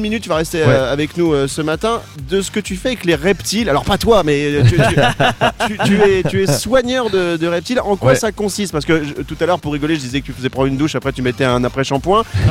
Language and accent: French; Belgium; je sais pas si c'est la même chose chez nous en Belgique.